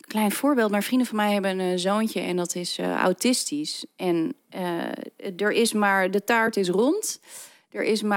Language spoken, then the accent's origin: Dutch; Netherlands; Ik kom uit Nederland.